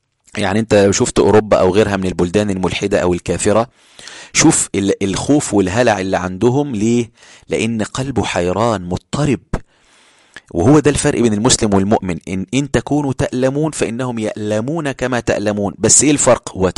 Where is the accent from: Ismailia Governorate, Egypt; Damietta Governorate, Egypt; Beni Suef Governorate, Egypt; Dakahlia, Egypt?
Ismailia Governorate, Egypt; Ismailia; أنا من الإسماعيلية في القاهرة، أقصد في مصر، يعني أنا في محافظة اسمها الإسماعيلية.